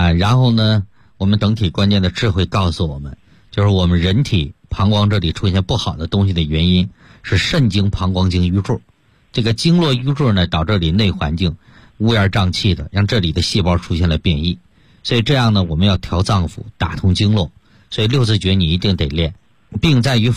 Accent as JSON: {"language": "Chinese", "country": "China", "said": "让我们中国人呢 可以说真正的扬眉吐气了啊"}